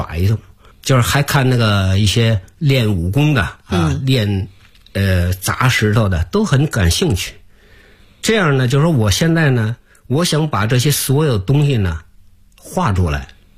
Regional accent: Beijing, China; 我还想画北京的一条街，从新街口一直画到西直门，因为我在这儿长大的

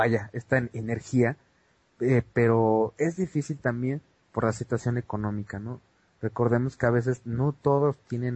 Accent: Mexico; todos los candidatos ahorita a presidentes en mi país, en México

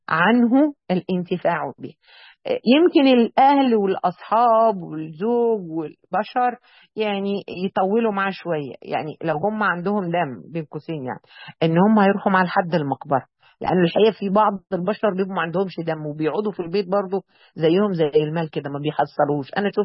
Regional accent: Mansoura, Dakahlia, Egypt; دلوقتي العزاءات عندنا يعني احنا عندنا في المنصوره، كنت ماشيه في الشارع كده من الشوارع الكبيره في المنصوره

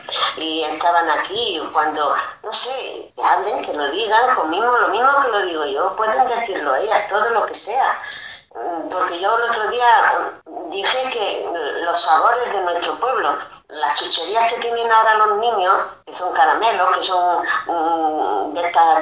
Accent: Extremadura, Spain; born there; si tantos años que llevo aquí en San Celoni, y cada día me acuerdo más, es de Llerena, de La Serena, no sé, por ahí de Extremadura, y si cada día me acuerdo más de mi pueblo, digo, es que en nuestras raíces, hemos nacido allí.

